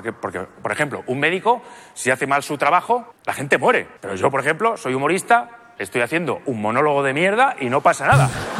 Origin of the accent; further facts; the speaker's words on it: Albacete, Castilla-La Mancha, Spain; Porque yo soy de Albacete.